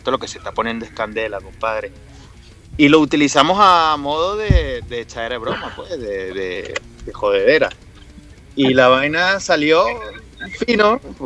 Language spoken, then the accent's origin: Spanish; Caracas, Capital District, Venezuela; moved away; somos emigrantes, estamos dejando nuestra tierra. Somos emigrantes de Venezuela, de Caracas, del Caribe.